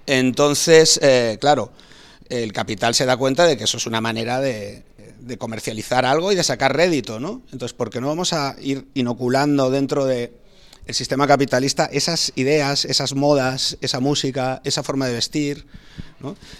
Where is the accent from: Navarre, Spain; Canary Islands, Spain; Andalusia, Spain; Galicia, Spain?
Galicia, Spain; A Coruña; Yo de pequeño en Coruña ni se me ocurría coger una bici